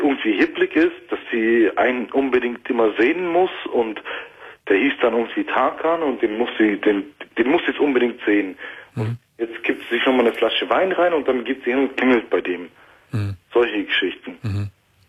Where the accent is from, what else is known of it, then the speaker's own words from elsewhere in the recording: Turkey; Ich bin Türke, ja, aber in erster Linie bin ich Mensch.